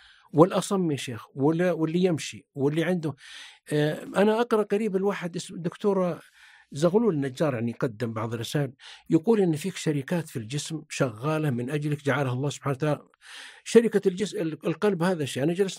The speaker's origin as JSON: {"language": "Arabic", "region": "south", "country": "Saudi Arabia", "tie": "born or raised there", "said": "أنا طبعا أكبر منك سن، أنا يا أخي وأنا طفل في الجنوب والله يا أبا عمر إنه ما يجينا الأشياء والقوت وإننا نفرح بالعزيمة في القرية ولا عندنا إضاءة ولا كهرباء ولا سيارة"}